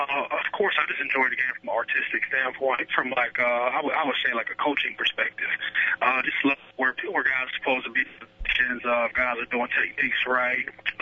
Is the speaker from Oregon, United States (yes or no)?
no; Youngstown, Ohio, United States; You know, just a young guy. I come from Youngstown, Ohio.